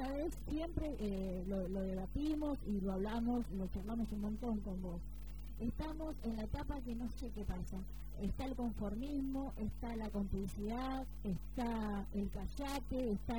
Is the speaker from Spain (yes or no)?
no; Argentina; es una vergüenza como argentino